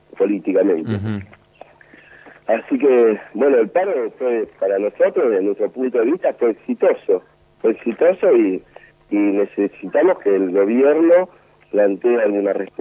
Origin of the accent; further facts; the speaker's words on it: Argentina; Y es una vergüenza como argentinos que andemos llorando al imperio para poder pagarle.